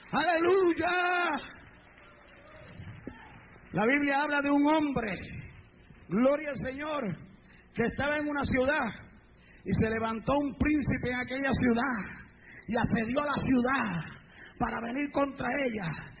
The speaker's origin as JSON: {"language": "Spanish", "country": "Puerto Rico", "tie": "born or raised there", "said": "Yo me crié en Puerto Rico. Es una isla."}